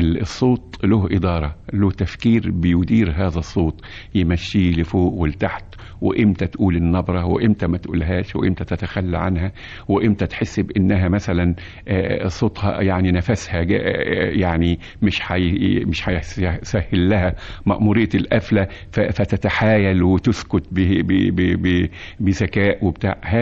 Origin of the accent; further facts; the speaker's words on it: Egypt; وأنا مش عاوز أنكر أيضا فضلنا احنا كمصريين